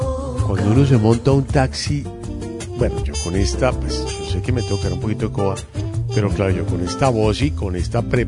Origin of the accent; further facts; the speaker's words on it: Bogotá, Colombia; ¿usted dónde es? No, no. De Colombia. ¿De qué parte? Bogotá.